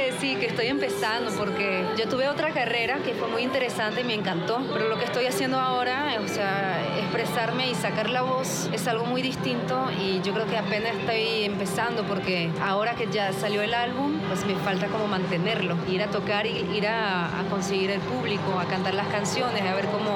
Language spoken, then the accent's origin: Spanish; Paris, Île-de-France, France; que es el barrio donde crecí allá en Francia, que se llama, se escribe Belleville, que quiere decir bella ciudad.